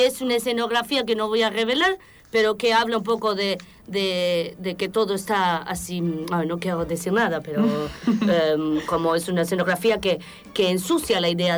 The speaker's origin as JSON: {"language": "Spanish", "town": "Ronchamp", "region": "Bourgogne-Franche-Comté", "country": "France", "tie": "born there", "second_language": "Spanish", "said": "No, yo nací en Ronchamps, pero no voy a hablar de mí."}